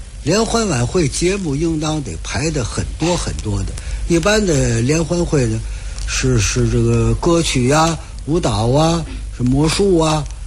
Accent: Beijing, China; now in Tianjin, China; 我在天津这儿50多年了啊，我从北京来天津50多年了，

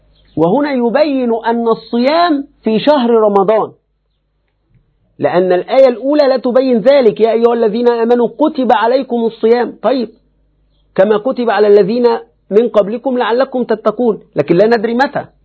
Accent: Egypt; يعني نحن وأنا حتى كمصري، ما كلنا أعاجم

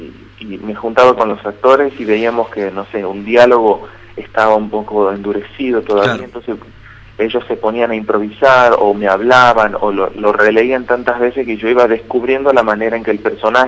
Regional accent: Tucumán, Argentina; accent: tucumano; now in Buenos Aires, Argentina; Yo soy de Tucumán, pero vivo en Buenos Aires.

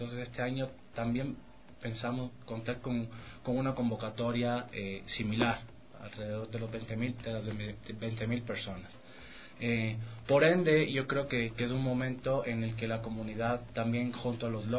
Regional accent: Havana, Cuba; now in Ecuador; Soy originalmente de La Habana, Cuba.

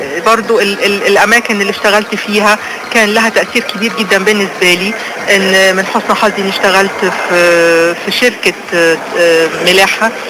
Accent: Alexandria, Alexandria Governorate, Egypt; بلدي اللي بحبها جدا وعن مدينتي اللي بعشقها، مدينة الاسكندرية

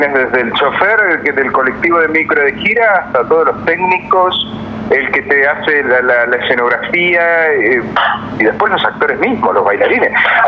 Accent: Neuquén, Argentina; also born or lived in Buenos Aires; Estamos hace más de 15 años en Neuquén. Yo soy neuquino. Me fui hace muchos años a Buenos Aires y en el 2004 volví a Neuquén a armar mi productora

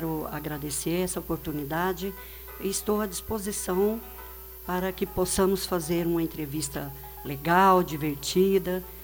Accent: Três Lagoas, Mato Grosso do Sul, Brazil; now in Foz do Iguaçu, Brazil; Eu sou de Três Lagoas, Mato Grosso do Sul, me formei e vim trabalhar em Foz do Iguaçu. Vim conhecer, meus irmãos moravam aqui, gostei e fiquei.

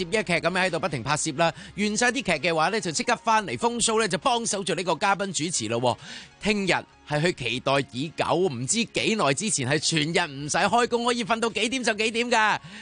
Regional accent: Hong Kong; 不过唔紧要，我哋凡事我哋香港人啊嘛，系咪先？

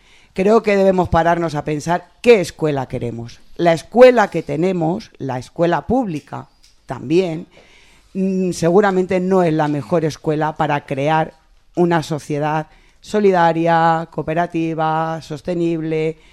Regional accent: Móstoles, Community of Madrid, Spain; y también soy de Móstoles.

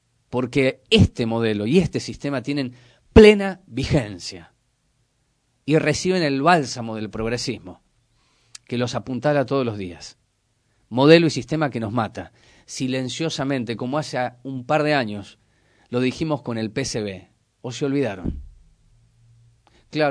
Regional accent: Córdoba, Argentina; Conozco Ituzaingó porque me crié en Córdoba durante 25 años.

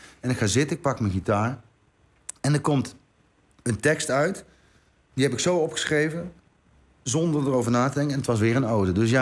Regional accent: Knegsel, North Brabant, Netherlands; hij woonde nog in het dorp waar ik opgegroeid ben, Knechtsel.

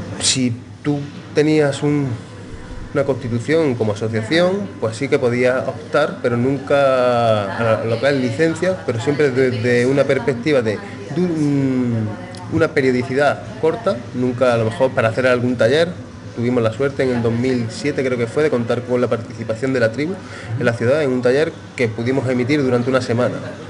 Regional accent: Córdoba, Andalusia, Spain; vengo desde Córdoba, España, y estoy acá en Buenos Aires

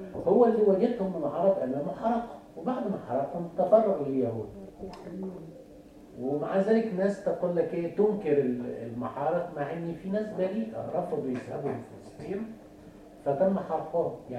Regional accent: Egypt; تعرفوا ان احنا كان عندنا في مصر في ذلك الوقت شعب ضخمه جدا

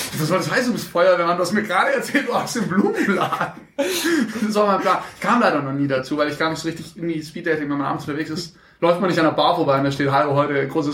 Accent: Stuttgart, Baden-Württemberg, Germany; Wo ich geboren bin? In Stuttgart? Im Marienhospital.

